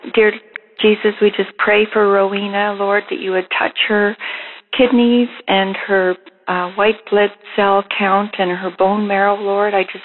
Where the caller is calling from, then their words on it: Canada; I'm calling from Canada.